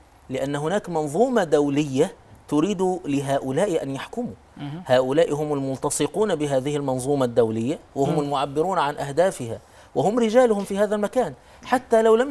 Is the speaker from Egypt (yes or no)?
yes; Egypt; نحن عندنا في مصر